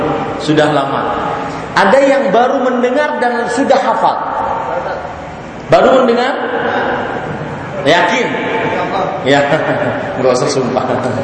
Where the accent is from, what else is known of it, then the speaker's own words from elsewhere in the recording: Banjarmasin, South Kalimantan, Indonesia; Di Banjarmasin di kota saya, karena di sana banyak bos batu bara, itu rumah tinggal 5 tingkat.